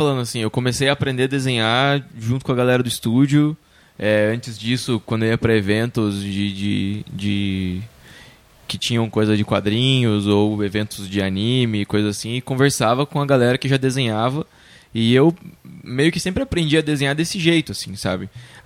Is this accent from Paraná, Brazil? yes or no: yes; Curitiba, Paraná, Brazil; also born or lived in Londrina / Campinas; Depois eu me mudei pra Campinas, fiquei menos de um ano morando lá, meu pai tinha sido transferido do trabalho, e depois a gente foi pra Curitiba, mas tô lá desde 95